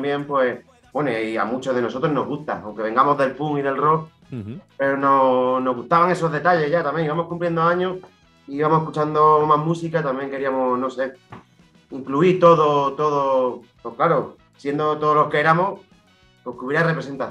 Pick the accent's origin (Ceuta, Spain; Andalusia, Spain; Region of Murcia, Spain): Region of Murcia, Spain; Yecla; Nosotros somos de Yecla.